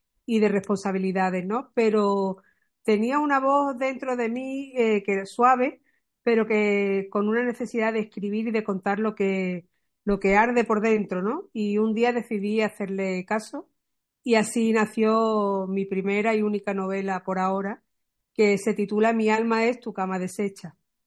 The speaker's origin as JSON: {"language": "Spanish", "town": "Málaga", "region": "Andalusia", "country": "Spain", "said": "soy malagueña"}